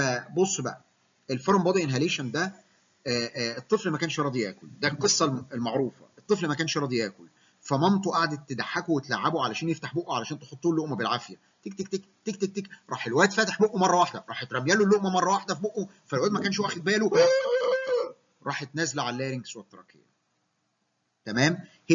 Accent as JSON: {"language": "Arabic", "country": "Egypt", "said": "نحن كمصريين نفتخر"}